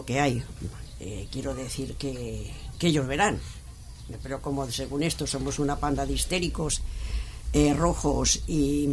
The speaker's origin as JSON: {"language": "Spanish", "town": "Barcelona", "region": "Catalonia", "country": "Spain", "said": "yo tampoco soy de Madrid, ¿eh? Pero bueno, estoy dentro del territorio nacional, pero yo soy de Barcelona."}